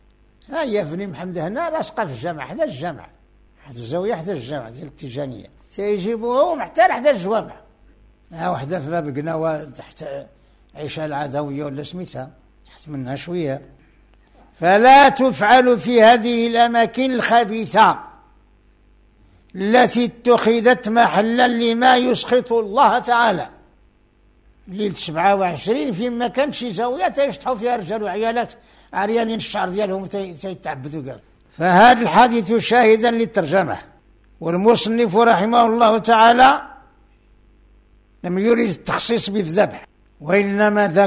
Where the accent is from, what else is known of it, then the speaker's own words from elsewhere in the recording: Morocco; وهنا عندنا في المغرب بعد الأضرحة يطاف بها بالإحرام مثل الكعبة